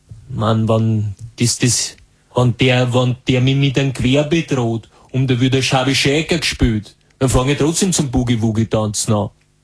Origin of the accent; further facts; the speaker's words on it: Vienna, Austria; und ich war aus Wien noch dazu.